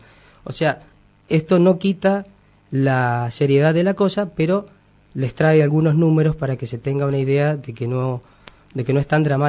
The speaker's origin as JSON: {"language": "Spanish", "region": "Mendoza", "country": "Argentina", "tie": "born there", "said": "Yo nací en Mendoza"}